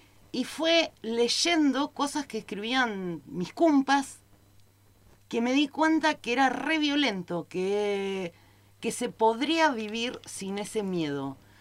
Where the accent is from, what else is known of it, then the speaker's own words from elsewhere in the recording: Buenos Aires, Argentina; yo me crié en una ciudad, en Buenos Aires, en una gran ciudad.